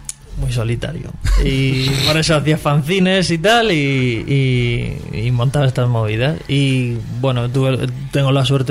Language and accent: Spanish; Region of Murcia, Spain; hablo continuamente de que soy murciano